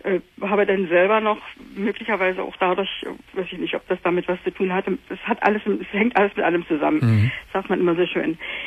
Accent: East Germany, Germany; Aber ich bin im Osten der Republik groß geworden.

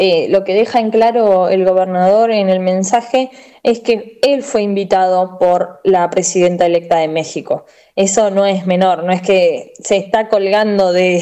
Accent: Berisso, Buenos Aires Province, Argentina; en mi ciudad, en la ciudad de Berisso, que es el kilómetro cero

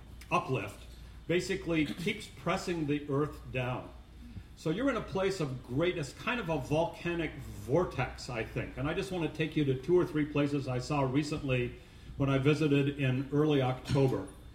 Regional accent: Lakeview, Oregon, United States; Where I grew up in Lakeview was over a volcanic plateau

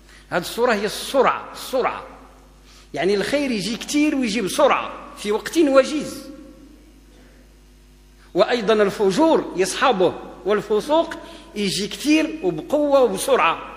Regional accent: Morocco; يعني احنا مغاربة وكثير من الناس يقولوا الله يفتح عليك

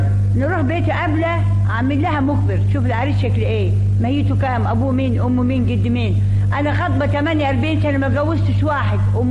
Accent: Ankara, Turkey; moved away as an adult; now in Egypt; أصل تركيا من أناضول من أنقرة

